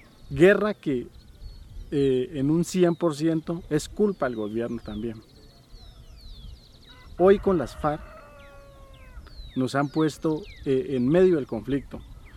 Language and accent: Spanish; Colombia; como comunidades indígenas y como población colombiana